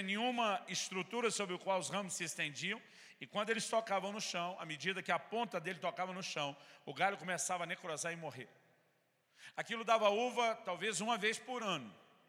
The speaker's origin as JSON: {"language": "Portuguese", "region": "São Paulo", "country": "Brazil", "tie": "born or raised there", "said": "para nós, no interior de São Paulo, onde me criei, a gente chamava só de um pé de uva. Porque paulista"}